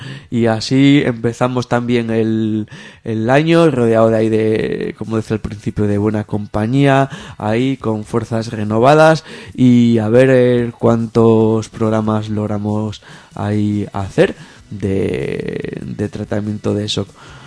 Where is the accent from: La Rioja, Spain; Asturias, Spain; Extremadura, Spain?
Asturias, Spain; now in São Paulo, Brazil; en mi pueblo también se dice en Asturias